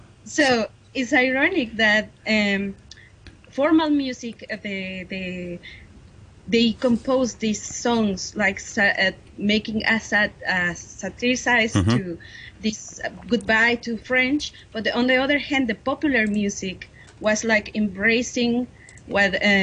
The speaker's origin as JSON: {"language": "English", "region": "Mexico City", "country": "Mexico", "second_language": "English", "said": "because I'm coming from Mexico City. Which is the capital city of the country."}